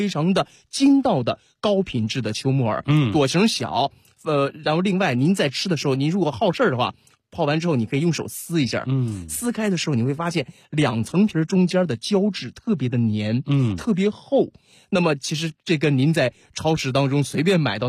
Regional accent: Northeast China, China; 这都是咱们东北人可以说家家必备的。

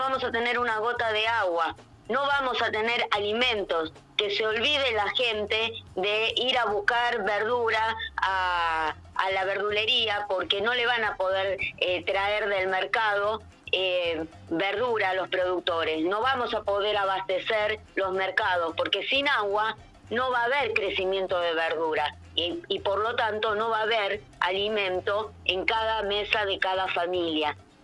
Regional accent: Cosquín, Córdoba, Argentina; porque no solo somos de Cosquín

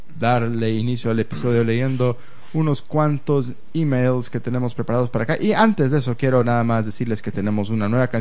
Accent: Oaxaca, Mexico; soy de Oaxaca, México, la tierra del chapulín, el quesillo, la tlayuda y el mezcal.

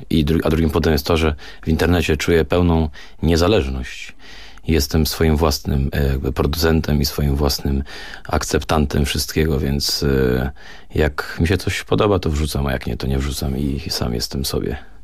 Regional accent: Gliwice, Silesian Voivodeship, Poland; Co jest oczywiście błędem w moim przypadku, bo ja z Gliwic jestem, więc kawałek do Warszawy mam.

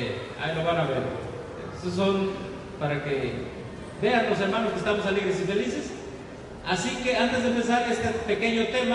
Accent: Mexico; Nosotros, como mexicanos, tenemos un privilegio que no tienen otros países.

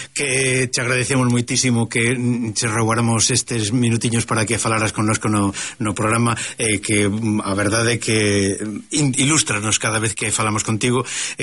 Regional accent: Galicia, Spain; que destaca precisamente que nos honra como galegos, non?

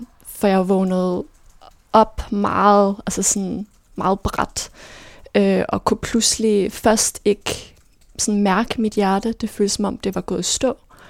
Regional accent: Herfølge, Zealand, Denmark; now in Copenhagen, Denmark; jeg er vokset op i Herfølge, en lille by sådan uden for Køge.

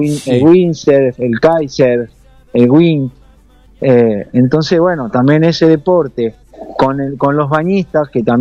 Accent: Argentina; mis compañeros, todos somos argentinos

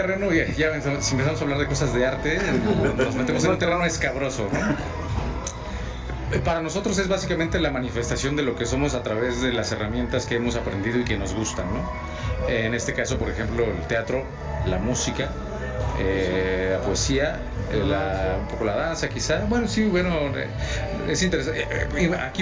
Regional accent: Mexico; porque hay canciones que están en francés, sin embargo, somos mexicanos.

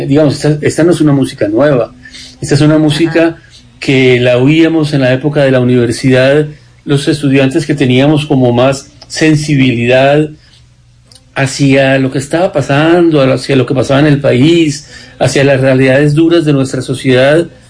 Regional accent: Colombia; fue la primera vez que salí de Colombia después de una primera, cuando estaba recién graduado

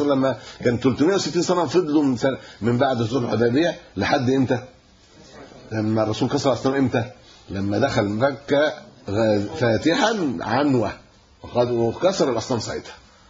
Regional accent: Egypt; انا كمصري ممكن اروح

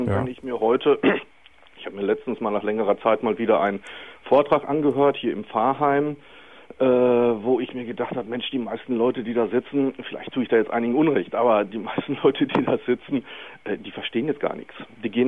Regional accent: North Rhine-Westphalia, Germany; Ich komme aus dem Münsterland und der Münsterländer Katholizismus ist da sehr konservativ.

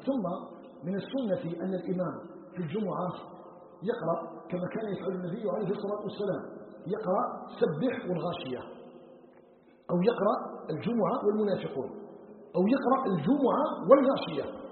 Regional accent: Algeria

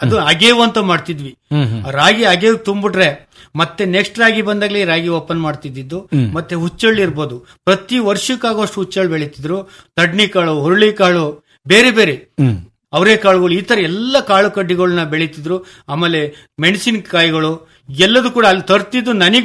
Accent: Ulval, Karnataka, India; ನಾವು ಮೂಲತಃ ಅರ್ಕಲಗೋಡು ತಾಲೂಕು ಉಲ್ವಾಲ್ ಗ್ರಾಮದಲ್ಲಿ ನಾವು ಮುಳುಗಡೆ ನಿವಾಸಿಗಳು.

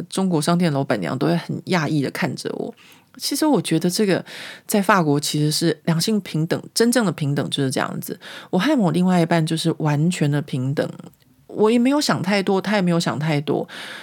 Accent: Taiwan; 所以呢这个家庭背景的不同会导致就是说像我们台湾人要怎么样去面对或怎么样跟他们相处也会有很大的不一样。

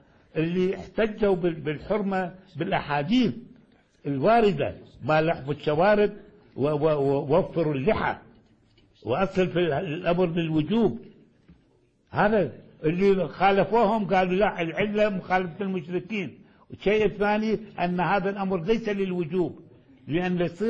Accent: Iraq; أخلي مادة السلوك كما كان عندنا في العراق

